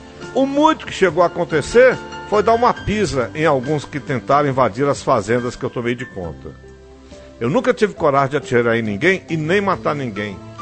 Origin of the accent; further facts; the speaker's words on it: Serra do Ramalho, Bahia, Brazil; Eu sou natural daqui mesmo, da Bahia, de um lugar conhecido por Serra do Ramalho.